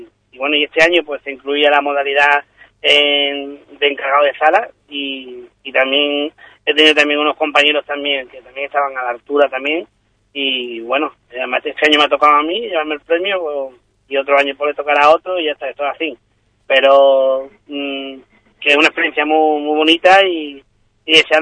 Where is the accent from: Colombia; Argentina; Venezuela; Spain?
Spain; Ubrique, Andalusia; un ubriqueño, y empecé la presentación pues presentándome como ubriqueño y como diciéndole que en mi pueblo pues éramos artesanos de la piel